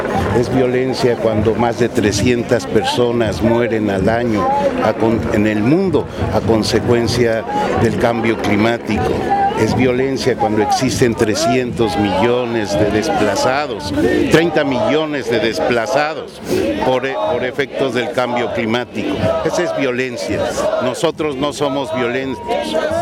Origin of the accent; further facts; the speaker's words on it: Mexico; soy de México, de Vía Campesina.